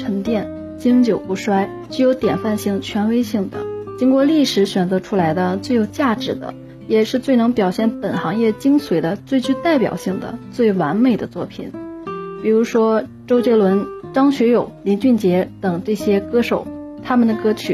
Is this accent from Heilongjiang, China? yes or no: no; Tianjin, China; 大家好，我是来自天津的一名英语教师。